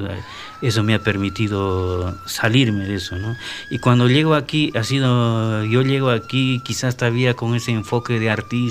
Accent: Juliaca, Puno, Peru; Y ahora es todo un boom musical, ¿no? En mi tierra, Juliaca. Entonces yo parto de esa tradición, ¿no?

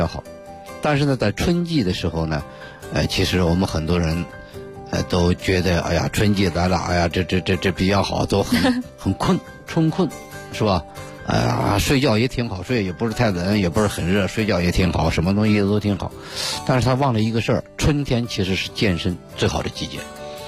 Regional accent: Beijing, China; 尤其是我们北京人啊

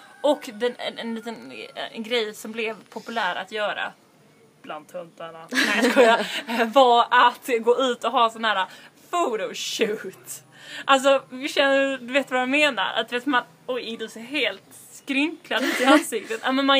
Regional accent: Limhamn, Skåne, Sweden; jag växte upp i Limhamn. Gick på, vad heter det, Linnéskolan.

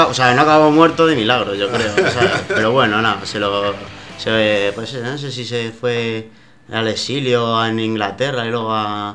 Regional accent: Valencian Community, Spain; Yo soy de La Coma, de por ahí...

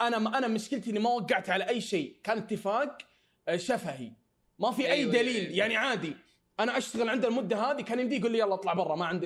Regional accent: Saudi Arabia; يعني انا سعودي تعطيني راتب 2500

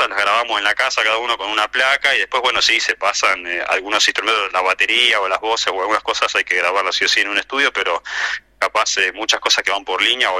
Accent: Buenos Aires, Argentina; Yo en realidad soy de Buenos Aires, estoy acá en el sur hace casi 20 años

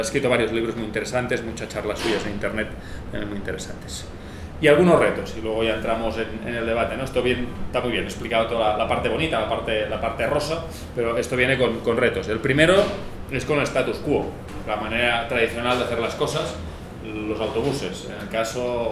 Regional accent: Catalonia, Spain; en el caso de España, pues ya digo, Cataluña, que es de donde yo vengo

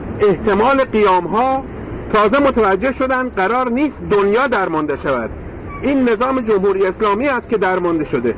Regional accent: Iran; در اینجا وظیفه خود می دانم به عنوان یک ایرانی جواب این عجیب را بدهم

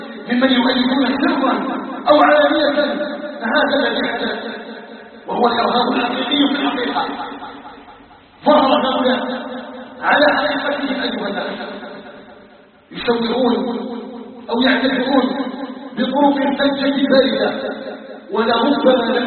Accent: Algeria; هي قضية بلدنا الجزائر. وما أدراكم الجزائر؟ الجزائر قطعة من بلاد الإسلام، فيها نبتنا وعلى حبها أيها الناس ثبتنا.

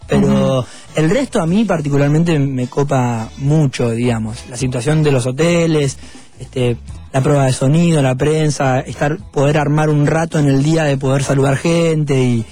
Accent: Bahía Blanca, Buenos Aires Province, Argentina; yo soy de Bahía Blanca, así que pasé mucho tiempo de mi infancia yendo y viniendo por ahí, por esa zona.

